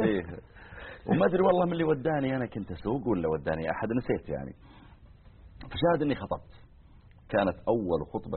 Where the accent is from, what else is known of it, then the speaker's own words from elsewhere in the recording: Riyadh Province, Saudi Arabia; بعض المناطق مثل ديرتنا حنا مثلا مزعل صغيرة يعني، وجنبها القوعية أكبر منها.